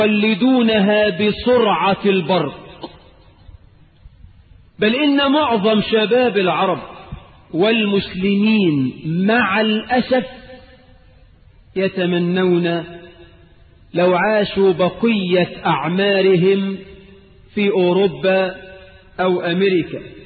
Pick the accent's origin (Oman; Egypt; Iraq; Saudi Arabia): Egypt; اللهم اجعل بلدنا مصر آمنة مطمئنة